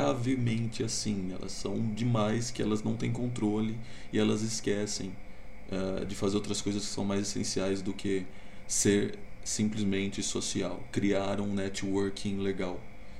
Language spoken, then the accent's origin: Portuguese; Ribeirão Preto, São Paulo, Brazil; also born or lived in Rondônia; now in Campinas, Brazil; Eu não sou daqui, de Campinas, que é onde eu estou morando agora. Eu sou de Rondônia, nasci lá. Logo pequeno fui morar em Ribeirão Preto com a minha avó